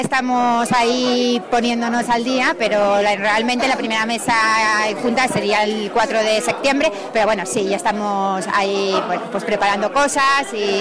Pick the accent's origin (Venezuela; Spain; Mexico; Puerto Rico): Spain; Monteagudo, Navarre; Invitamos, además yo soy de Monteagudo